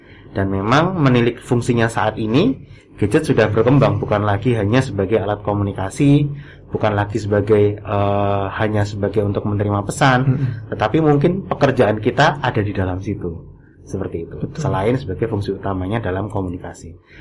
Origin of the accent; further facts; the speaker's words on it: Semarang, Central Java, Indonesia; Saya asli Semarang